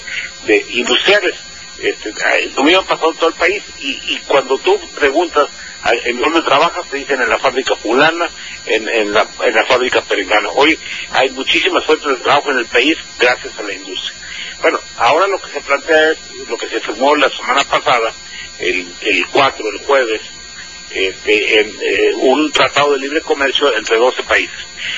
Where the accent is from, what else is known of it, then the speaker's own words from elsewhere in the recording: Hermosillo, Sonora, Mexico; Yo te digo, yo soy de Hermosillo.